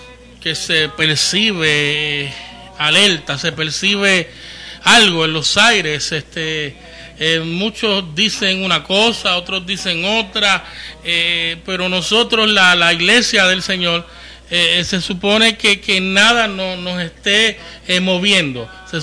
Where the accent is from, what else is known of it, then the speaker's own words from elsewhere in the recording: Santurce, Puerto Rico; allá del área de donde yo soy, Villa Palmera, Playita, Santurce, en diferentes lugares del sector